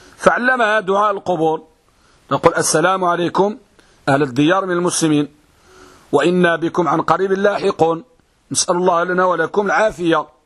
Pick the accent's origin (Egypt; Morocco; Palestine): Morocco; حتى البعض يعني عندنا في المغرب يقول حق هذا الطعام